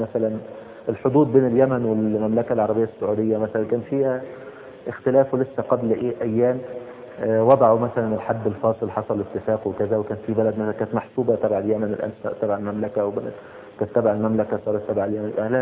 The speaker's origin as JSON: {"language": "Arabic", "country": "Egypt", "said": "يعني مثلا زي مثلا ايه السلوم مثلا عندنا في مصر او كذا"}